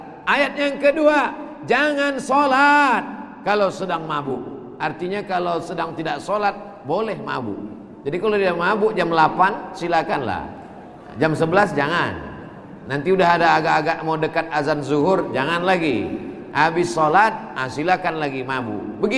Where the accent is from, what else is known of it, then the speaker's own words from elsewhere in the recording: Sumatra, Indonesia; Dan saya walaupun datang dari Sumatera, maka insya Allah dimasukkan dalam kloter Halmahera Utara.